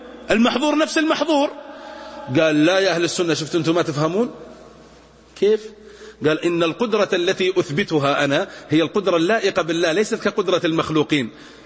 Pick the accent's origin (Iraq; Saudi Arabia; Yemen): Saudi Arabia; Najd; أتنقلنا إن عندنا في نجد يقولون